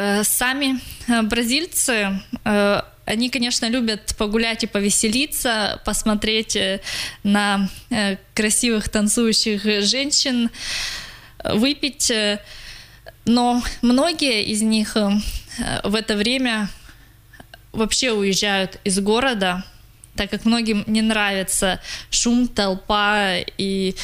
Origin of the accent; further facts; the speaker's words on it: Russia; Когда они узнали, что я из России